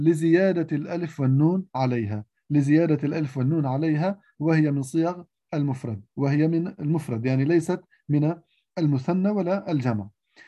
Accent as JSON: {"language": "Arabic", "country": "Lebanon", "said": "هي اسم لمنطقة عندنا في لبنان"}